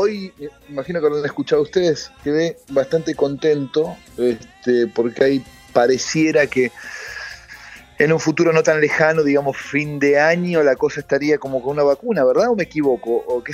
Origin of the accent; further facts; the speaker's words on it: Buenos Aires, Argentina; por lo menos en Capital, que es de donde yo soy